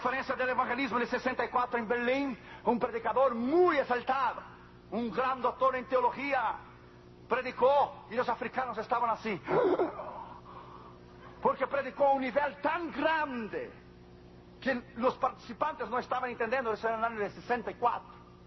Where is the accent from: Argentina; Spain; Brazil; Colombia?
Brazil; now in United States; Yo me hice ciudadano de los Estados Unidos de América, pero me hice por conveniencia. Un papel a mí no se naturaliza el corazón. Yo soy brasileño